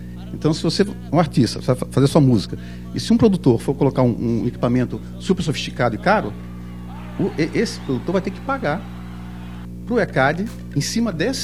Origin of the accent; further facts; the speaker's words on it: Brasília, Federal District, Brazil; Eu sou de Brasília